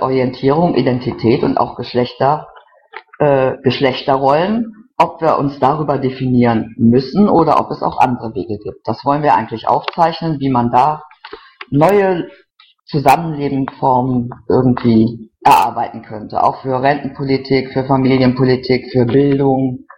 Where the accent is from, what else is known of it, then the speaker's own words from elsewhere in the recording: North Rhine-Westphalia, Germany; Ich bin aus dem Rhein-Sieg-Kreis, da in Kommunalpolitik tätig.